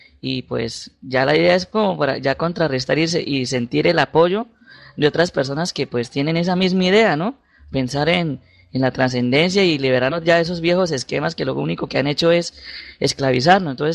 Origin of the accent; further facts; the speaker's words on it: Cúcuta, Norte de Santander, Colombia; Yo soy de Norte de Santander, específicamente de la ciudad de Cúcuta.